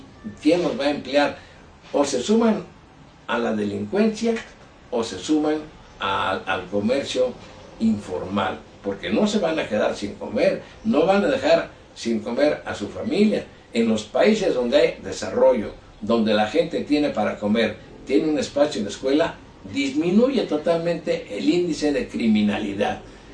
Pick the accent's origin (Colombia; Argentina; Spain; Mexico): Mexico; creo que como mexicano, como periodista, es mi deber decir las cosas como yo las veo